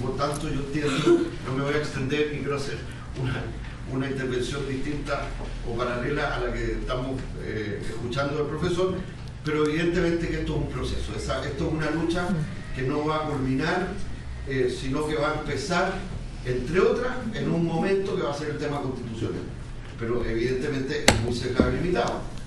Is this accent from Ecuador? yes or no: no; Chile; la identidad y la conformación nuestra como chilenas y chilenos